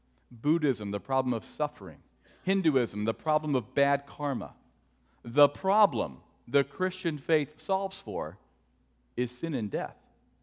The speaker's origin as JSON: {"language": "English", "town": "Cleveland", "region": "Ohio", "country": "United States", "tie": "born or raised there", "said": "In fact, growing up in Cleveland, Cleveland sports is my number one argument for God's existence."}